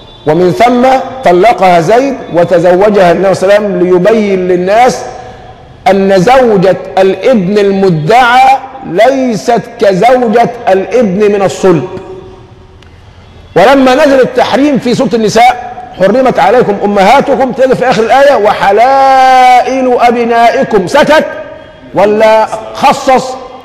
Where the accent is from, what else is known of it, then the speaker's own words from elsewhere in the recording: Egypt; هو نحن اليوم ايه اللي يحوجنا كمصريين حتى نصبح أمة واحدة كما كنا من قبل؟